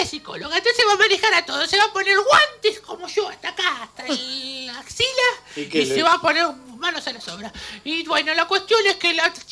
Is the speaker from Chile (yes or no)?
no; Argentina; Ahora que cumplimos 500 y pico de años de la conquista de que somos Argentina